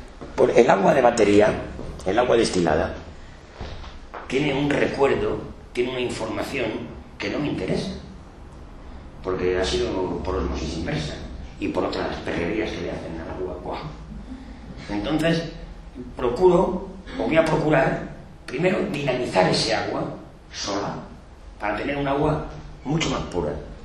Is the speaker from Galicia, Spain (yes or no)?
yes; Galicia, Spain; por lo menos en mi tierra, en Galicia lo venden en una farmacia